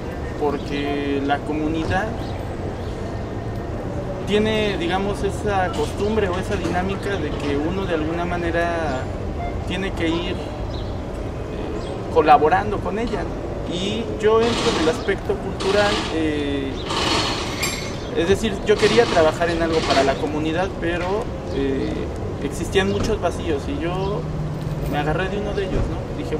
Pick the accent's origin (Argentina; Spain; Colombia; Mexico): Mexico; San Francisco Tecoxpan, Mexico City; Soy de San Francisco Tecoxpan, delegación Milpalta.